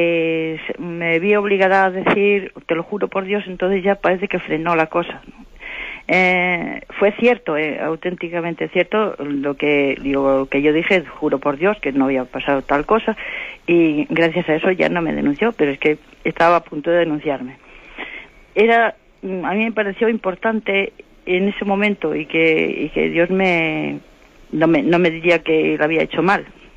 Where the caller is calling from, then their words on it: Santander, Cantabria, Spain; de Santander.